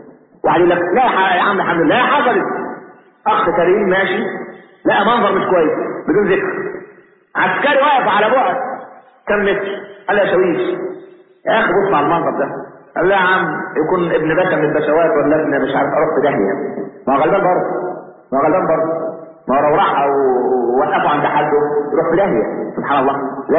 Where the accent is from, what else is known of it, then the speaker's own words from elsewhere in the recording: Egypt; والعلمانيين اللي عندنا في مصر